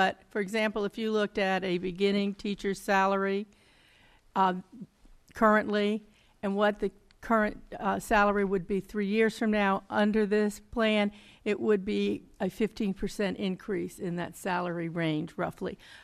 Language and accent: English; New Hampton, United States; I'm from New Hampton, and I am the chair of the budget committee.